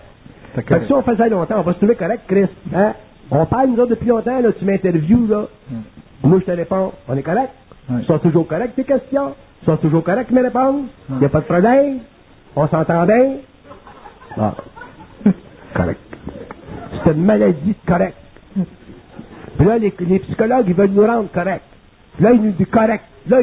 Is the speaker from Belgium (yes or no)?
no; Quebec, Canada; Puis on est des Québécois